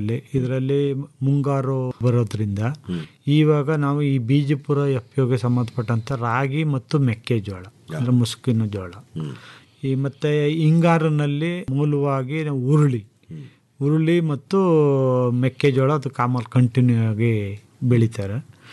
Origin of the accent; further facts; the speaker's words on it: Karnataka, India; ನಮಸ್ಕಾರ, ನಾನು ಮೂಲತಃ ಮಂಡ್ಯ ಜಿಲ್ಲೆಯನ್ನು, ಜೊತೆಗೆ ಕೃಷಿ ಪದವೀಧರ.